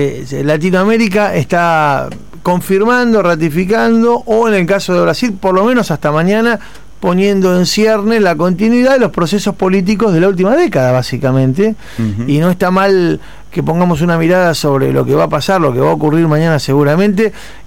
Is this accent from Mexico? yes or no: no; Argentina; desde el lugar que nos toca como argentinos, en este caso como periodistas argentinos